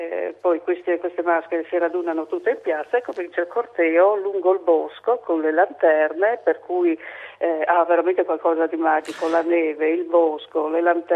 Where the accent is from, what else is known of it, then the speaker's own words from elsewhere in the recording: Friuli-Venezia Giulia, Italy; accent: Saurano dialect; parliamo ancora la nostra lingua, il nostro dialetto, che è il saurano e che deriva proprio dalla Valle del Gail.